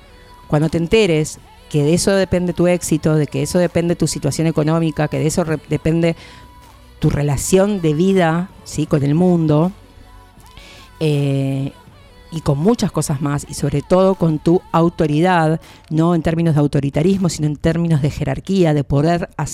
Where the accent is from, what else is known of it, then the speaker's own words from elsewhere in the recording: Quilmes, Buenos Aires Province, Argentina; los que somos de Quilmes, compramos en Quilmes.